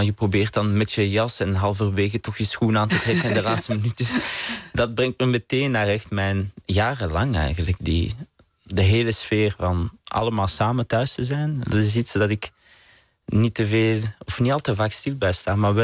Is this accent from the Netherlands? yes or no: no; Vilvoorde, Flanders, Belgium; ik ben van Vilvoorde naast Brussel.